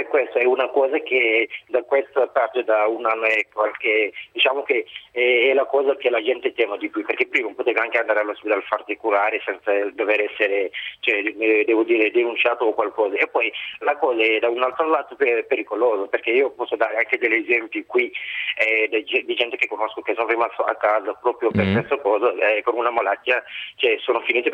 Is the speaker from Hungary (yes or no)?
no; Senegal; Italian is a second language; now in Alessandria, Italy; Io sono del Senegal, ma vivo qui in Alessandria da 4 anni.